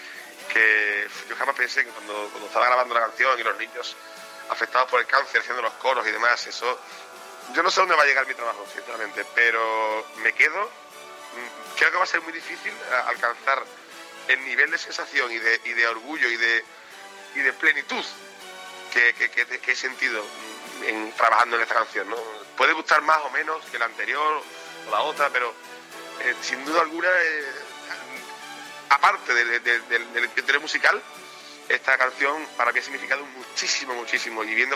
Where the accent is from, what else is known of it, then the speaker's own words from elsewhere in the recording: Seville, Andalusia, Spain; aunque yo sé que soy sevillano y desde pequeño son las bandas que a mí más me han llenado, porque es mi tierra